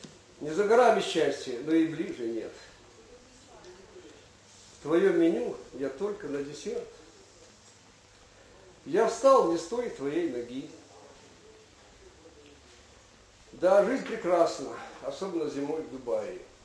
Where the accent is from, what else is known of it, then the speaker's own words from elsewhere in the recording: Lyman, Donetsk Oblast, Ukraine; По тем временам для пацана из Красного Лимана, я родом отсюда, коренной донбассовец, это был неслыханный успех.